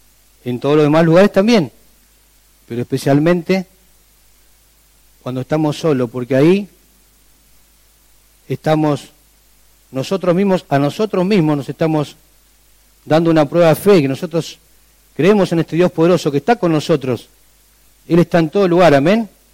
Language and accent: Spanish; Argentina; decimos, no me voy a meter, soy argentino. Esa es la frase nuestra.